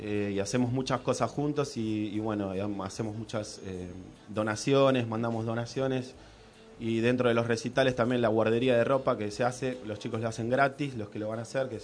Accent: Moreno, Buenos Aires Province, Argentina; yo, que vengo de Argentina, de Buenos Aires, y nací acá en Moreno

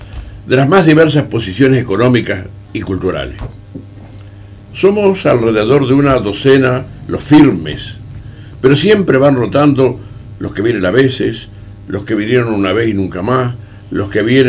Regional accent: Uruguay; como buenos uruguayos, casi siempre es un asado.

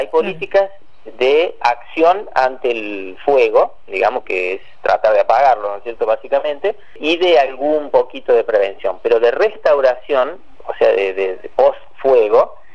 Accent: Córdoba, Argentina; yo soy de Punilla y ya lo he vivido de chico a eso, ¿no? De ver esa corona de fuego sobre la sierra, porque yo vivía ahí en la falda, cerca de pegadito a la sierra

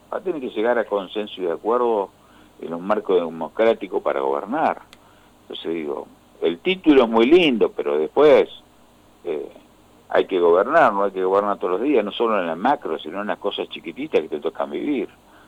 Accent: Argentina; estoy muy preocupado como argentino, como militante

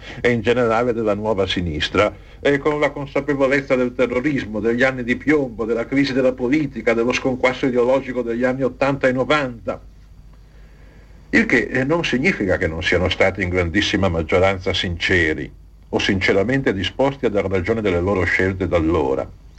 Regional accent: Milan, Lombardy, Italy; e in effetti sono milanese

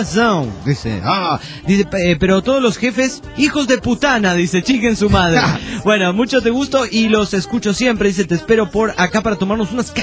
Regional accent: Guerrero Negro, Baja California Sur, Mexico; de Guerrero Negro, Baja California, sur de México.

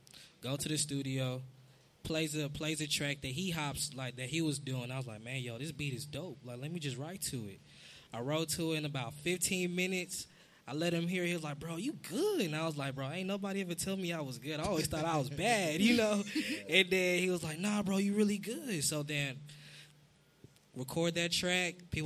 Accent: United States; Well, you know, growing up in America, it's a lot different.

